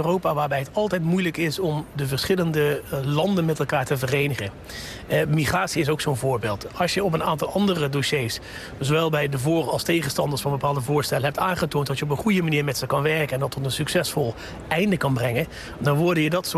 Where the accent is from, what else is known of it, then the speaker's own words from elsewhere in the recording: Limburg, Netherlands; Ik ben een Limburgse jongen.